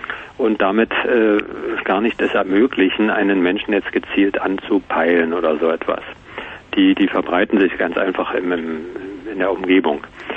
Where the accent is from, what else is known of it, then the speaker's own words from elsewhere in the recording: Berlin, Germany; wenn man in einer Stadt wie Berlin wohnt, wo ich herkomme